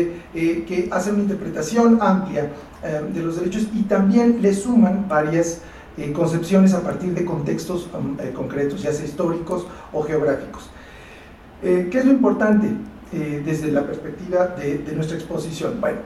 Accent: Mexico; Nosotros como mexicanos

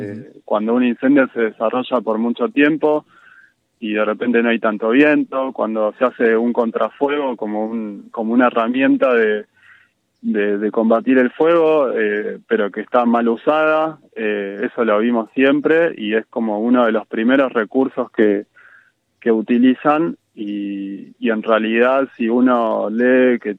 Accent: La Plata, Buenos Aires Province, Argentina; now in Capilla del Monte, Argentina; yo hace 7 años que vivo acá en Capilla, y soy de La Plata, vengo de la ciudad, de otra onda, de otro paisaje

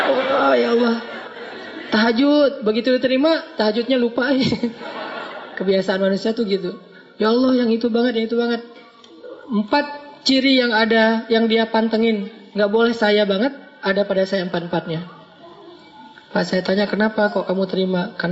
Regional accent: Aceh, Indonesia; Karena beda culture antara Jawa sama Sumatera. Sumateranya Aceh pula. Yang di kampung saya itu memang markasnya GAM juga. Jadi kita terbiasa ngomongnya teriak-teriak.

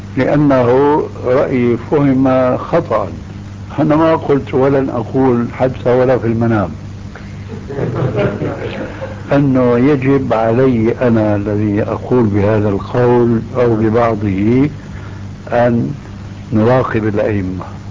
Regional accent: Syria; كما يقول عندنا في الشام

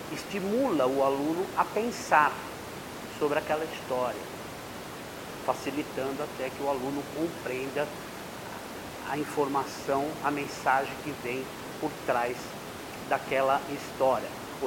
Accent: São Paulo, Brazil; estou aqui com a minha esposa Neide. Nós somos lá do Jardim Tremembé.

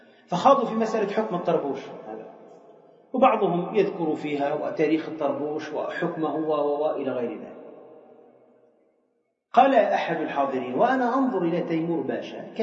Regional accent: Tunisia; وإحنا عندنا في تونس نفس الشيء

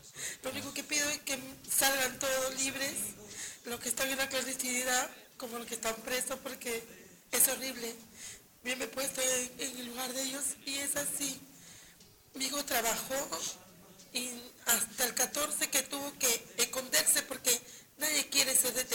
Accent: Callao, Peru; also born or lived in Lima; En el Callao, toda mi vida. O sea, yo nací en Lima, pero tengo 52 años y vine en el Callao.

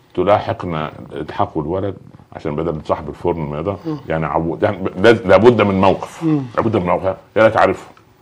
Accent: Cairo, Cairo Governorate, Egypt; لانها كانت مضطره عندنا في القاهره

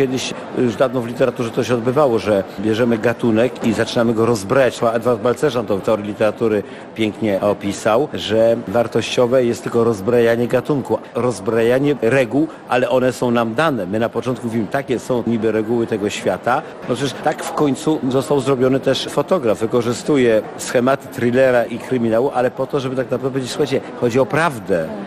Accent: Legnica, Lower Silesian Voivodeship, Poland; Ja się wychowałem przy ich koszarach i ja mówię po prostu tylko prawdę.

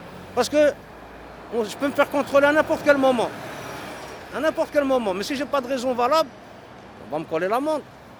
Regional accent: Morocco; now in Belgium; Chez nous, au Maroc, ils le font. Hein. Pourtant, on est pauvres, hein, mais bon.

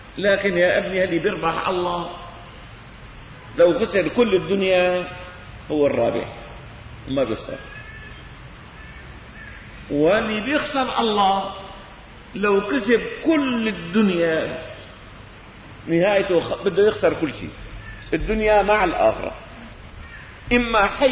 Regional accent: Syria; لكن في منهم من اللي عندنا بسوريا بيغالوا.

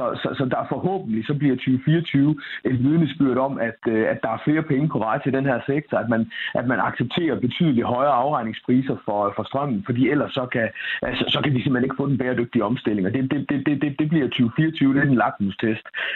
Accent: Viborg, Central Denmark Region, Denmark; born there; fra min fødeby Viborg

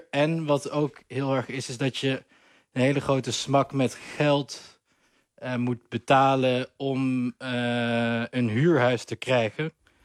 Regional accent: Netherlands; En dat vinden wij als Nederlanders natuurlijk een beetje krom.

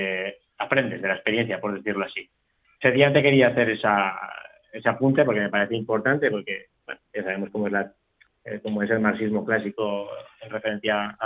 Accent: Teruel, Aragon, Spain; por ejemplo, en mi tierra, en Teruel

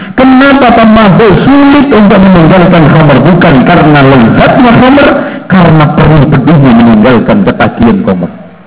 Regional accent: Lamongan, East Java, Indonesia; di daerah Lamongan, daerah saya itu paling gak enak, Pak.

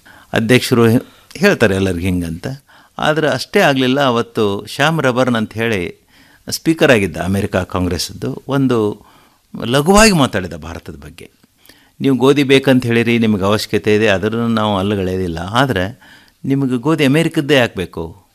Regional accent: Morab, Karnataka, India; ನಮ್ಮೂರಲ್ಲಿ, ನಾವು ಮೊರಬ್ ಗ್ರಾಮದ ನಮ್ಮದು

